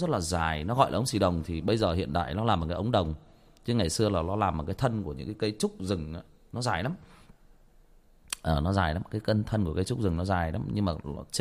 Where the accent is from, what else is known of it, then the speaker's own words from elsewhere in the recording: Trà Vinh, Vietnam; Quê tôi Trà Vinh